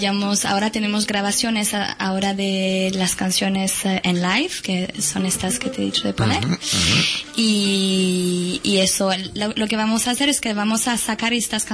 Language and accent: Spanish; Cazeneuve-Montaut, Occitania, France; Yo soy de Toulouse, y bueno, exactamente de un pueblecito al sur oeste de Toulouse, que se llama Cazeneuve-Montaut.